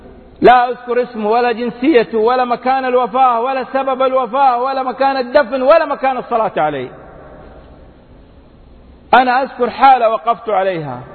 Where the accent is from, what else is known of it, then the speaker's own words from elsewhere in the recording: Mecca, Makkah Province, Saudi Arabia; born there; من مواليد مكة المكرمة، أعمل كما ذكرت في دائرة حكومية